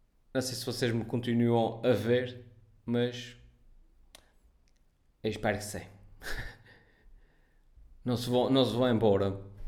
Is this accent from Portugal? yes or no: yes; Ponta Delgada, Azores, Portugal; sou de Ponta Delgada.